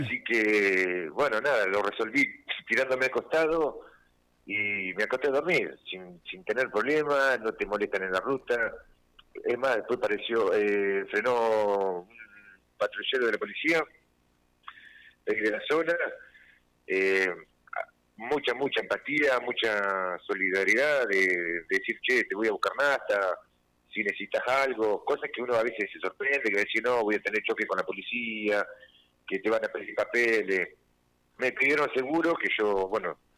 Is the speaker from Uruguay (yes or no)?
no; Olavarría, Buenos Aires Province, Argentina; yo nunca salí de Olavarría pensando en que, mirá, lo que estoy haciendo, que voy a sonar en todos lados.